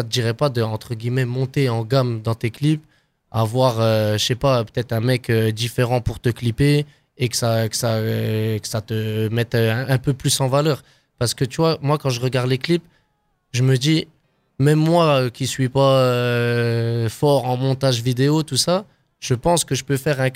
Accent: Bourgogne-Franche-Comté, France; parce qu'on vient de Besançon, de Luxeuil, de Vesoul, on ne peut pas péter.

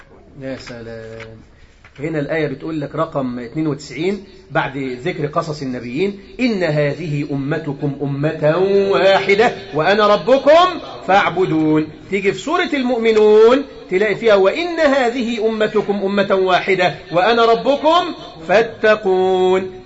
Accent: Egypt; أنا مصري، أنا مصري وسني

